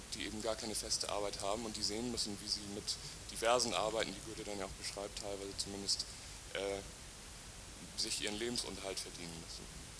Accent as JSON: {"language": "German", "region": "Hamburg", "country": "Germany", "said": "ich komme aus Hamburg."}